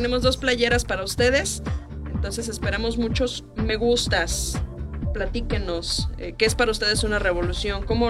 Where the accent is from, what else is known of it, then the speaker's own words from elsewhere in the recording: Mexico; todos nosotros como mexicanos pues lo conocemos